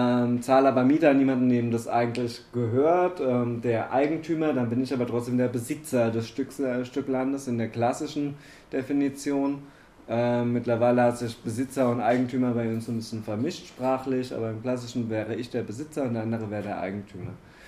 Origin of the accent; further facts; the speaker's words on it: Baden-Württemberg, Germany; also ich komme aus Baden-Württemberg, da gibt es deutlich mehr Feiertage als hier.